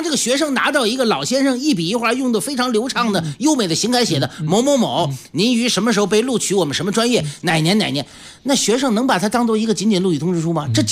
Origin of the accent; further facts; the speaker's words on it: China; 我们中国人讲辩证法，世界人也讲辩证法